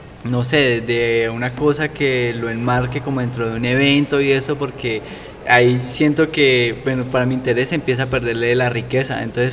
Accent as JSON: {"language": "Spanish", "town": "Cali", "region": "Valle del Cauca", "country": "Colombia", "said": "Yo digo de Cali y la gente se queda así como, Norteamérica. No, Cali, Colombia."}